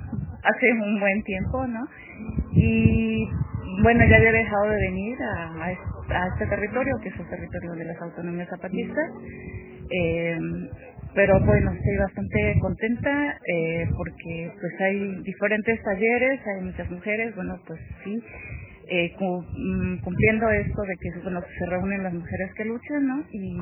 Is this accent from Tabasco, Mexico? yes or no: no; Xalapa, Veracruz, Mexico; vengo de Xalapa, Veracruz, soy trabajadora universitaria